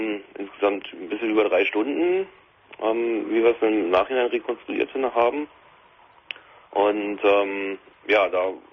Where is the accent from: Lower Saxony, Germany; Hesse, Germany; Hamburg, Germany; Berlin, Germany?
Berlin, Germany; ich bin eigentlich Berliner